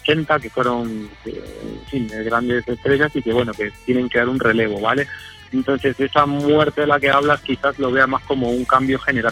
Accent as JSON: {"language": "Spanish", "country": "Argentina", "tie": "born there", "said": "Yo nací en Argentina, entonces pues conozco mucho Sudamérica, el metal en Sudamérica"}